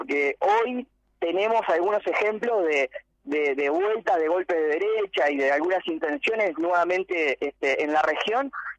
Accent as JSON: {"language": "Spanish", "country": "Uruguay", "said": "Y estamos hablando de una realidad que nos trasciende mucho más que como uruguayo."}